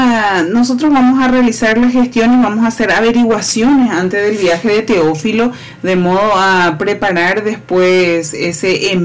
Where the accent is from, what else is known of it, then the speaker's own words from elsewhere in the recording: Paraguay; pero somos unos paraguayos con muchas ganas de mostrar quiénes somos al resto del mundo.